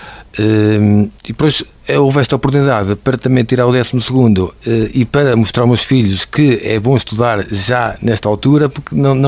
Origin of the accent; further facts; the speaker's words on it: Oliveira, Portugal; De Oliveira. Nasci em Oliveira, fiz a minha 4ª classe, o ciclo em Oliveira.